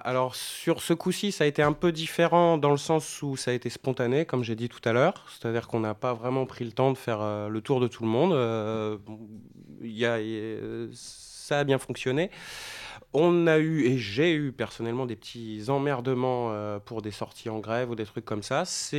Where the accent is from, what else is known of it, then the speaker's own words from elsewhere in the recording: France; En plus, on est français, donc on a tendance à être à prendre beaucoup de choses là-dessus